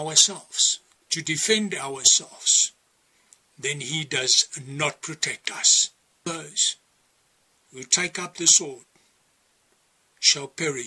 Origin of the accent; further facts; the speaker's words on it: South Africa; I come from South Africa, where they will kill you for a cell phone.